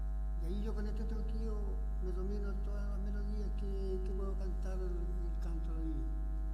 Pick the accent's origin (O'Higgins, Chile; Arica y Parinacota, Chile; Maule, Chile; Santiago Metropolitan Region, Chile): O'Higgins, Chile; Rinconada de Peralillo; de Rinconada de Peralillo, de Corchagua.